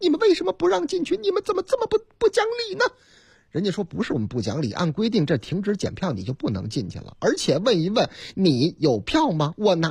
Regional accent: Fenghuang Village, China; 在我的老家凤凰村，全村常年住在村里的也就20来户人家

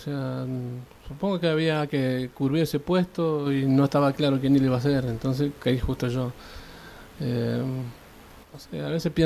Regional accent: Santa Fe, Argentina; moved away; Bien, yo soy de la ciudad de Santa Fe.

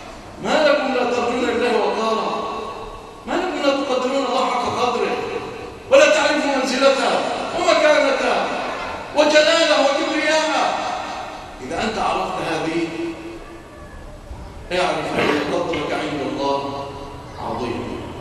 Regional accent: Egypt; اللهم اجعل بلادنا مصر وسائر بلاد

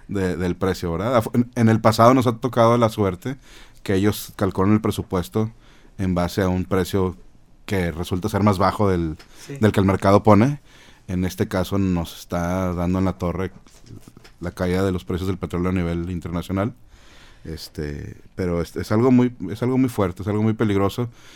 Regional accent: Mexico; La nación somos los mexicanos.

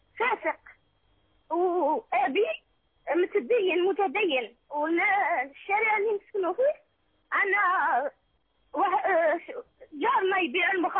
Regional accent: Algeria; من الجزائر.

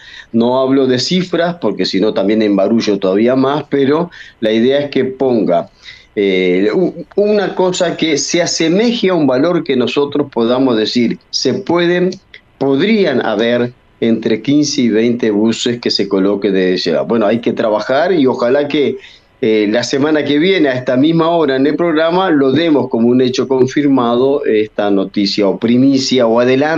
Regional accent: Uruguay; Soy uruguayo y tengo los documentos al día. Si voy a cualquier lugar de Uruguay puedo votar porque ahí está registrada mi credencial.

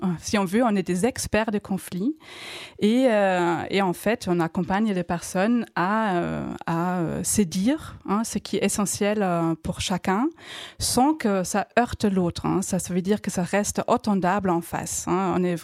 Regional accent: Germany; French is a second language; moved away; les petits accents que j'ai, j'ai appris le français à l'âge adulte, hein, je suis allemande.

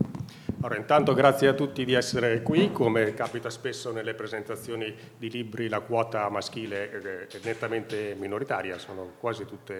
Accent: Bologna, Emilia-Romagna, Italy; born there; now in Bolzano, Italy; in quanto anch'io non sono altoatesino, sono nato a Bologna, mi sono trasferito ormai 12 anni fa

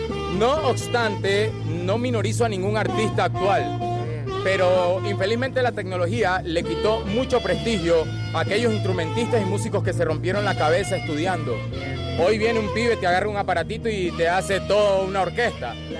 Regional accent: Cali, Valle del Cauca, Colombia; now in Argentina; Yo soy de Colombia, de Cali, mi papá es colombiano, mi mamá es ecuatoriana, mi esposa es de Trenquelauquen, de acá de Argentina.

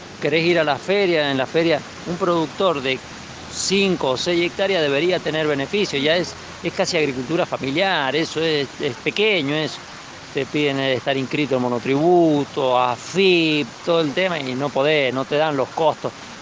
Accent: Fray Luis Beltrán, Mendoza, Argentina; pertenezco a la asociación APPROCUYO y soy de Fray Luis Beltrán.

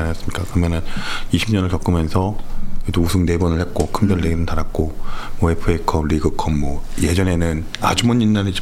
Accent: Anyang, Gyeonggi Province, South Korea; 제가 안양 사람인데

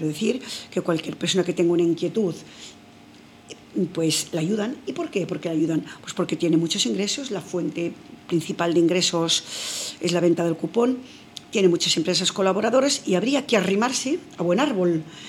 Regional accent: Burgos, Castile and León, Spain; En Burgos, yo soy de Burgos

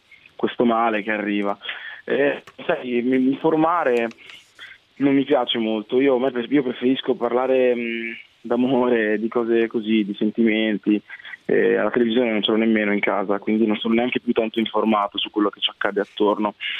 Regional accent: Busto Arsizio, Lombardy, Italy; born there; also born or lived in South Italy; io sono nato a Busto Arsizio Varese. E poi dopo niente, i miei genitori da Busto Arsizio si sono trasferiti al sud, nel sud Italia

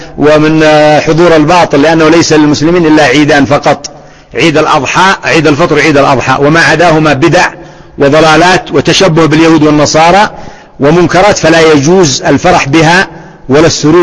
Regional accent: Yemen; بلادنا اليمن الآن خراب

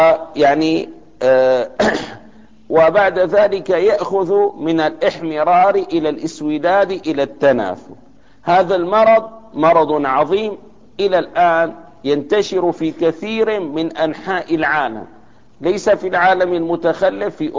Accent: Damascus, Damascus Governorate, Syria; وعندنا في دمشق توجد مشفى خاصة لهؤلاء الناس

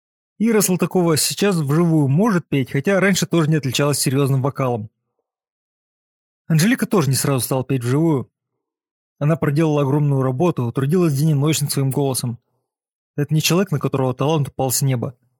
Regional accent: Moscow, Russia; born there; Я родился в Москве, и многие мои одноклассники из достаточно элитной школы стали серьезными авторитетами.

